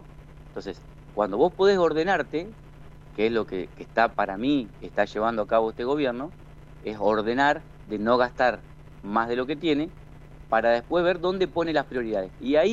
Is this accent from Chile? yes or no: no; General San Martín, Argentina; Nosotros formamos en mi pueblo un frente con gente de todos los partidos.